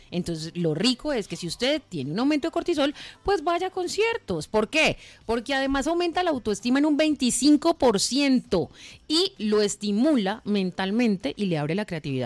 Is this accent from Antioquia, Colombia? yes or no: yes; Antioquia, Colombia; No, pues es que como yo soy paisa, los dichos son así extremos.